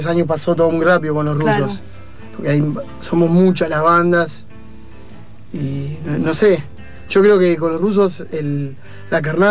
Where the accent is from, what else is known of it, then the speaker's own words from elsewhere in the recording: Zárate, Buenos Aires Province, Argentina; En Zárate, donde somos nosotros, gringo.